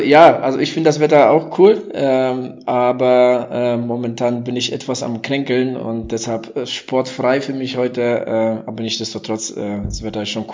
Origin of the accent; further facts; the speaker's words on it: Munich, Bavaria, Germany; also erstens mal ist man halt damit groß geworden, klar, als Münchner